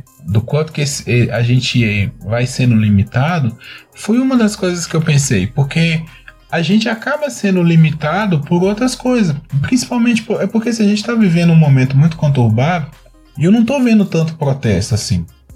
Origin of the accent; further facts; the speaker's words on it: Minas Gerais, Brazil; Eu sou do interior de Minas Gerais, gente. Aqui o povo é sistemático mesmo.